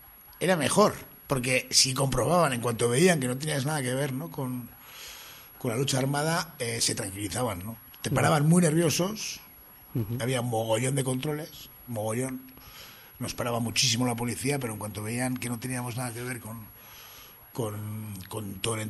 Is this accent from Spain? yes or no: yes; Bilbao, Basque Country, Spain; Porque somos de Bilbo, porque compartíamos los adoquines del casco viejo, nos cruzábamos, los veíamos